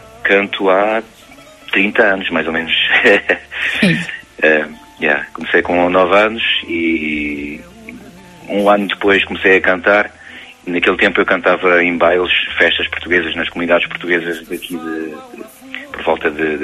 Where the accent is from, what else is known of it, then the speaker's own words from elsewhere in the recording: France; vivendo em França, nasci e cresci em França e depois, mais tarde, quis ligar-me às minhas raízes portuguesas